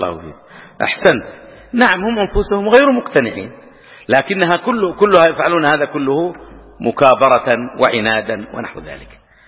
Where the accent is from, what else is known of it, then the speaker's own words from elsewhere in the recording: Hejaz, Saudi Arabia; أو يسمونه عندنا في الحجاز مضير أو نحو ذلك